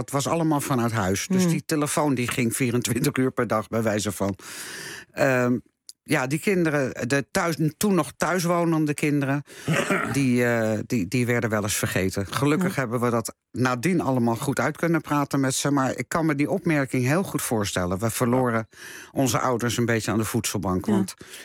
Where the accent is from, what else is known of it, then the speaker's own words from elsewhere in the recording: Amsterdam, North Holland, Netherlands; now in Rotterdam, Netherlands; Ik kom oorspronkelijk uit Amsterdam.